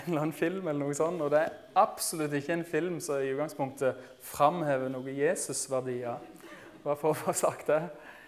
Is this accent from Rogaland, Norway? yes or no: yes; Rogaland, Norway; En dag så var det en kamerat som kom kjørende opp grusveien på Rogland, der jeg vokste opp.